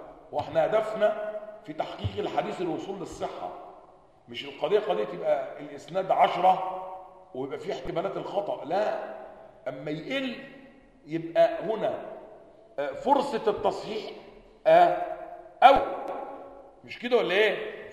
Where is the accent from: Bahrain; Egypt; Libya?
Egypt; عندنا في مصر مكتبات